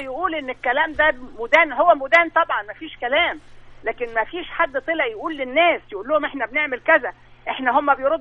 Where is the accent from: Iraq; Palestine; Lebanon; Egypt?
Egypt